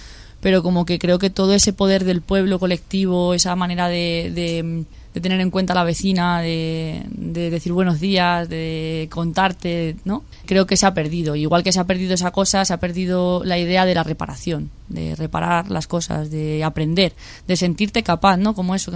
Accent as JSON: {"language": "Spanish", "town": "San Fernando de Henares", "region": "Community of Madrid", "country": "Spain", "tie": "born or raised there", "also_born_or_lived": "Coslada", "said": "Yo nací en Madrid. Me he criado en San Fernando de Henares y Coslada, en municipios así de la periferia, y siempre he estado vinculada a los pueblos de mi familia, que son Villamayor de Santiago en Cuenca y Cifuentes en Guadalajara."}